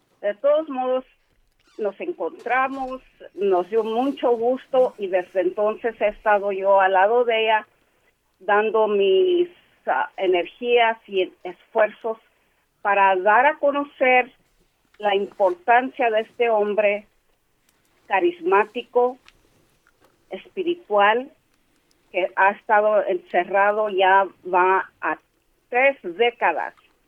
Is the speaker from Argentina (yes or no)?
no; United States; Somos chicanos, somos de aquí. Todos que tenemos raíces indígenas, como mexica, somos chicanos.